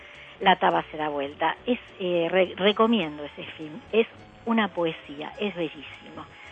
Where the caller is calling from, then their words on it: Campana, Buenos Aires Province, Argentina; de Campana.